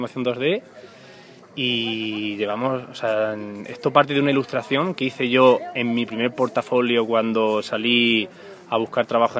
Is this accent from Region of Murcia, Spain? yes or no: yes; Caravaca, Region of Murcia, Spain; Volví en las vacaciones de Navidad a Murcia, a Caravaca, que es mi pueblo, y dije, tengo que rodar algo.